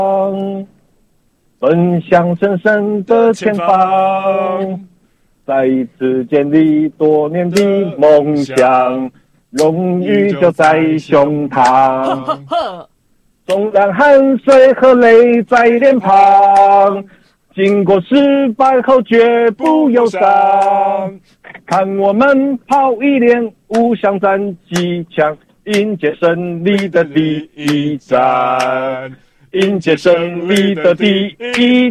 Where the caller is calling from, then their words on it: Kaohsiung, Taiwan; 我是高雄的